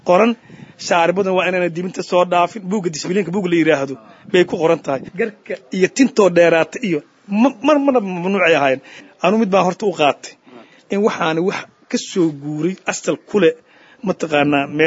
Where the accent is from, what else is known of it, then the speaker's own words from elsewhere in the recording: Hiran, Somalia; born there; aniga waxaan ku dhashay Hiiraa